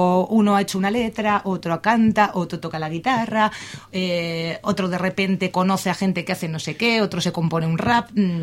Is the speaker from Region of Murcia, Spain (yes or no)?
no; Basque Country, Spain; somos una gente de Ezkerraldea y de Bilbo